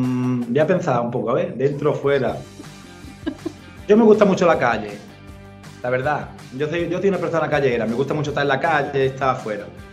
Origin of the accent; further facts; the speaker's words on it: Málaga, Andalusia, Spain; born there; Yo soy de pueblo. Pero me gusta. A mí me gusta mucho la ciudad. Yo nací en Málaga, estuve aquí viviendo con mis padres.